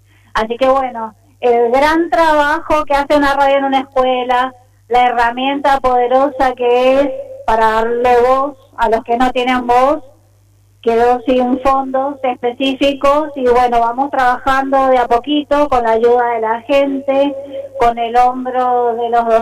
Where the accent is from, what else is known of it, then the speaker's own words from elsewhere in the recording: Argentina; y que nosotros como Argentina hayamos retrocedido.